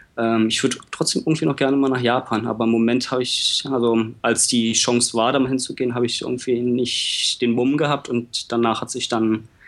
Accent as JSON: {"language": "German", "region": "Berlin", "country": "Germany", "also_born_or_lived": "Hannover", "moved": "yes", "said": "Ich komme ursprünglich aus Berlin."}